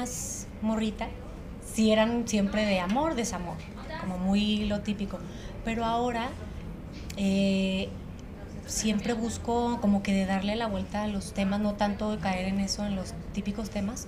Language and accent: Spanish; Torreón, Coahuila, Mexico; now in Mexico City, Mexico; aquí en Ciudad de México, yo soy de Torreón, pero aquí en Ciudad de México estudié en SACEM, que es la Sociedad de Autores y Compositores, allá en Coyoacán.